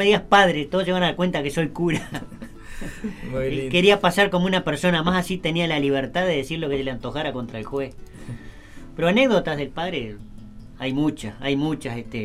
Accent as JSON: {"language": "Spanish", "country": "Uruguay", "said": "como todo uruguayo, nosotros en la gran mayoría somos mezcla de italiano con español"}